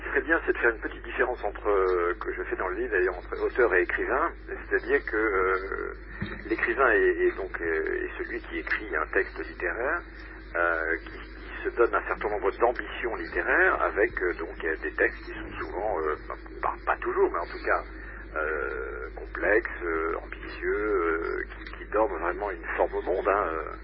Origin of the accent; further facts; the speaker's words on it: France; Donc en France, puisque je suis français, j'habite Paris.